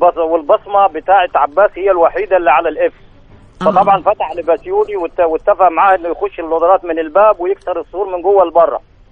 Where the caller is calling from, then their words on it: Cairo, Cairo Governorate, Egypt; بكلمكم من القاهرة